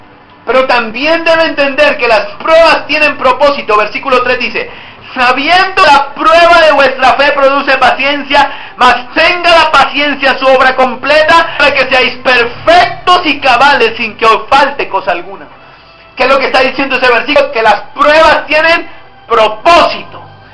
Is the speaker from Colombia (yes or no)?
yes; Puerto Colombia, Atlántico, Colombia; Yo fui criado allá en Puerto Colombia.